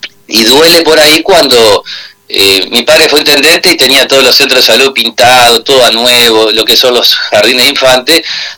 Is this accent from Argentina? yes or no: yes; Concordia, Entre Ríos, Argentina; yo soy de Concordia, así como mi padre y fue mi abuelo, y mis hijos son de acá y seguramente mis nietos van a estar acá